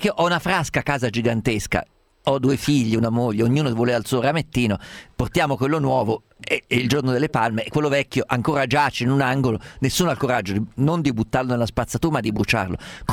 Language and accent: Italian; Umbria, Italy; umbro ricordo il giorno